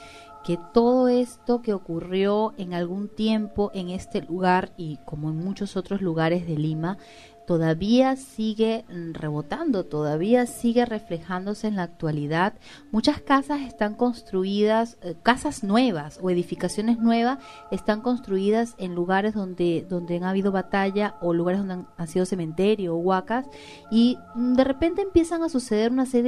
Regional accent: Venezuela; yo no soy de Perú, yo soy de Venezuela y no tengo conocimiento, recién estoy conociendo la historia de Perú

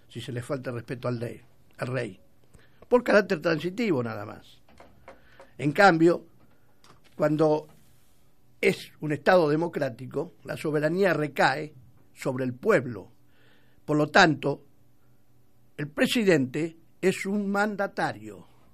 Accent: Argentina; Somos argentinos y podemos

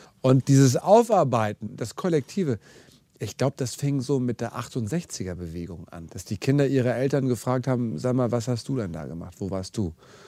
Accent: Hamburg, Germany; Meine Liebe zu diesem Land hat natürlich sehr viel mit meinem Geburtsort zu tun und dem Ort meiner Kindheit.

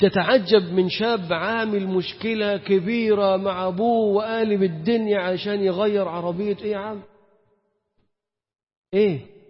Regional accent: Egypt; التركيبة بتاعتنا احنا كمصريين، تركيبتنا احنا كمصريين غير قابلة

